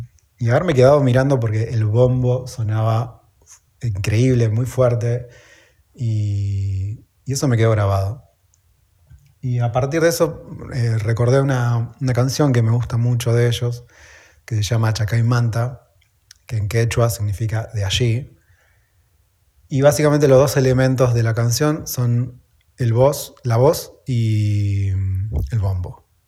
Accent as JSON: {"language": "Spanish", "town": "Pico Truncado", "region": "Santa Cruz", "country": "Argentina", "tie": "born or raised there", "said": "el Festival Austral del Folclore que se hace acá en mi pueblo, en Pico Truncado, Santa Cruz, en la Patagonia."}